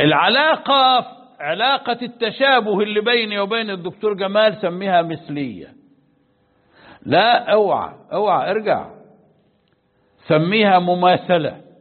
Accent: Egypt; أنا مصري وهو مصري

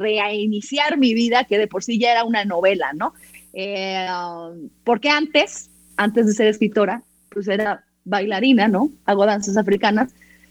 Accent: Tehuacán, Puebla, Mexico; born there; Yo fui la única en mi familia que nací en Tehuacán.

